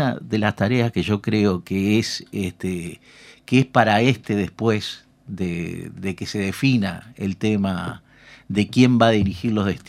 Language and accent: Spanish; Uruguay; todos vamos a seguir siendo ciudadanos uruguayos y vamos a seguir habitando este país.